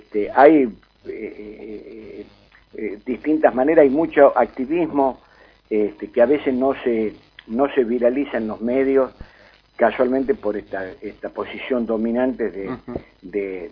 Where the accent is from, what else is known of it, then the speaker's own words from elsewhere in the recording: Argentina; Son argentinos, somos argentinos de distinta extracción política, de distinta extracción cultural